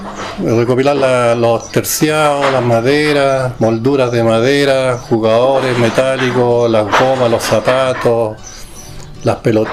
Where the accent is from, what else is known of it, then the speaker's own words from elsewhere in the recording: Temuco, Araucanía, Chile; yo me vine de Temuco con la intención de colocar una mueblería acá